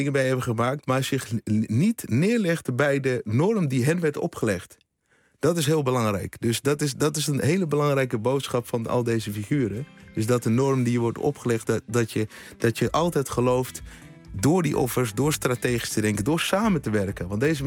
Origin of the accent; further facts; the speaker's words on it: Utrecht, Netherlands; born there; Nou, heel ingewikkeld verhaal met Suriname en geboren in Utrecht